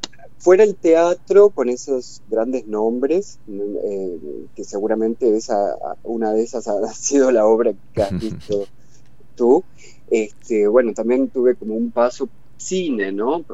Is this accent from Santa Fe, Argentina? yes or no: no; Zárate, Buenos Aires Province, Argentina; yo soy de Zárate, que es una ciudad hacia el norte de la provincia de Buenos Aires